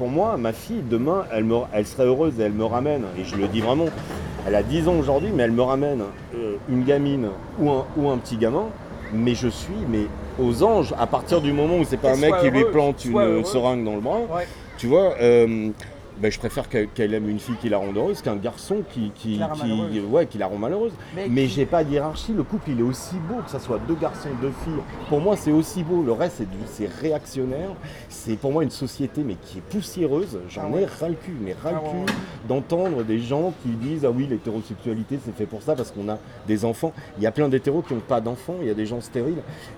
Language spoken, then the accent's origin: French; Corsica, France; Moi, tu vois, je suis corse d'origine et j'ai vécu là-bas 20 ans.